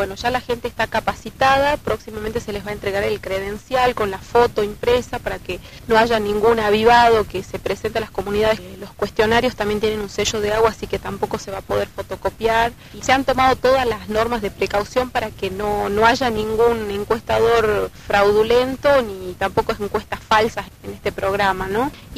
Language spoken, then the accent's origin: Spanish; Volcán, Jujuy, Argentina; pertenezco a la comunidad indígena, que es el pueblo de la comunidad Tilián, del pueblo de Volcán, y mi pueblo ha sufrido desalojos de los terratenientes, Bárcena